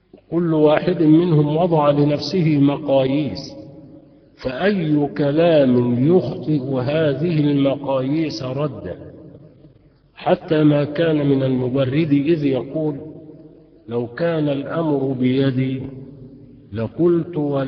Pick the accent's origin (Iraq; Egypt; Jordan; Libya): Egypt; Faiyum, Faiyum Governorate; وعندنا في الفيوم نقول لها سك يعني انصرف